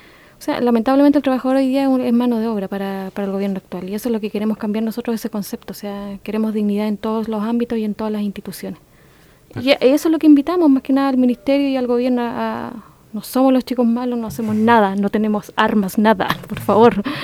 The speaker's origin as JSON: {"language": "Spanish", "country": "Chile", "said": "que efectivamente somos todos chilenos"}